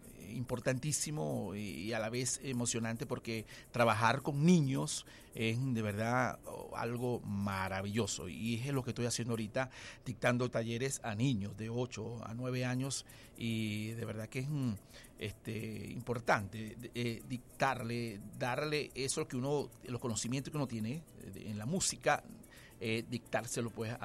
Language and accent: Spanish; Anaco, Anzoátegui, Venezuela; Me inicié con el 4 allí en Anaco, en mi tierra. Soy anzoátiguense